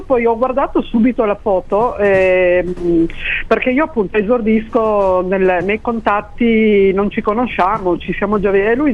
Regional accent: Asti, Piedmont, Italy; Io sono di Asti

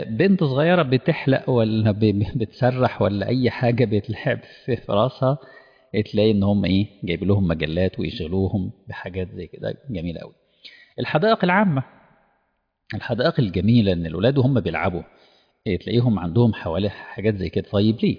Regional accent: Egypt; إحنا عندنا في مصر كان مشروع مشهور جدا للقراءة للجميع

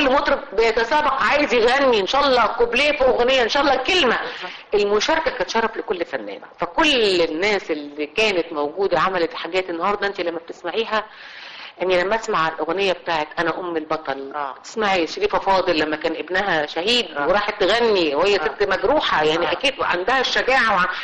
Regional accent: Egypt; لما بديتي تسافري وبديتي تروحي بلد وتقولي انا من مصر

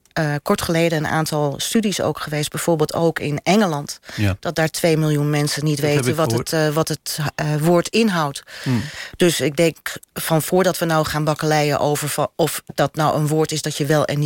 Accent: North Holland, Netherlands; want ik kom uit de Zaan

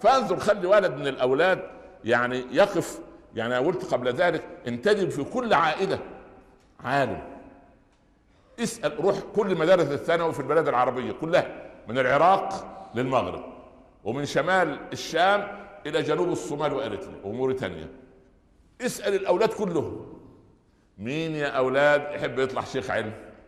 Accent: Upper Egypt, Egypt; جاء زيارة للقاهرة، احنا من الصعيد

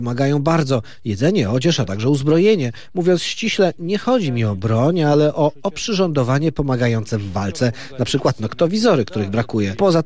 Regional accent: Russia; now in Ukraine; Urodziłem się w Federacji Rosyjskiej i jestem Rosjaninem, a mieszkam w obwodzie Odeskim na południu.

